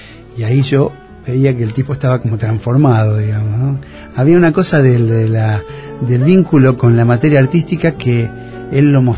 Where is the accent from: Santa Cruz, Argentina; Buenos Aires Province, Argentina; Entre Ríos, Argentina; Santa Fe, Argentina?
Santa Fe, Argentina; Granadero Baigorria; Mirá, en realidad Granadero Baigorria es una ciudad bastante importante. No es grande como Rosario, no tiene las dificultades que tienen las grandes ciudades.